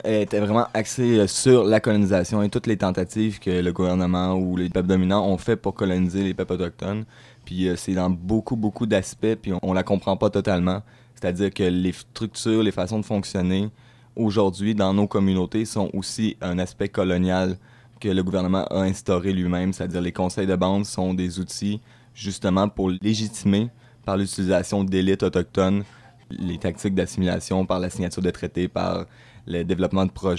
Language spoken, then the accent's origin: French; Mashteuiatsh, Quebec, Canada; je viens d'une réserve, d'une communauté au lac Saint-Jean qui s'appelle Mastouyach. C'est une petite communauté d'Innu